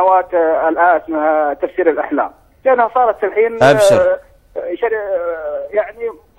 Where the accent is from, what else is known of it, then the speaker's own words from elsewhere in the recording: Saudi Arabia; فالكتاب هداهم الله عندنا بالسعودية